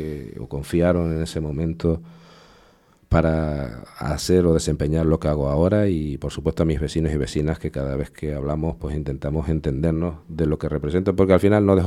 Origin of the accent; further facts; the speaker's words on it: San Juan de la Rambla, Canary Islands, Spain; haber sido alcalde de mi pueblo de San Juan de la Rambla.